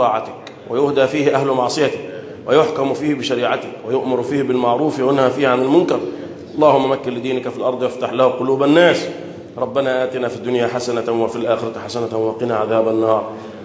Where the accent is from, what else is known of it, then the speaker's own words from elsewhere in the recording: Egypt; اللهم احفظ بلدنا مصر